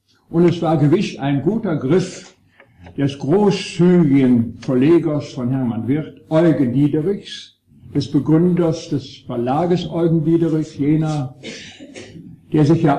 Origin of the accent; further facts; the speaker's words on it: Bonn, North Rhine-Westphalia, Germany; Und nun stand ich als Erstsemestriger, aufgewachsen in Bonn als Sohn niedersächsischer Eltern